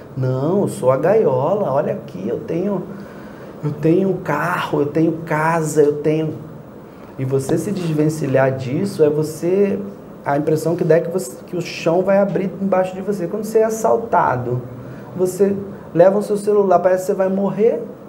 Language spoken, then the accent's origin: Portuguese; Rio de Janeiro, Brazil; eu sou carioca, moreno, cabelo encaracolado, botafoguense, estudei Índia.